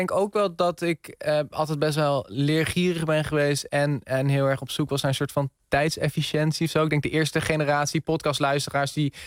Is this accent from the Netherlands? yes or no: yes; Eemnes, Utrecht, Netherlands; Maar dan een heel gek plekje van Eemnes. Eemnes kennen mensen.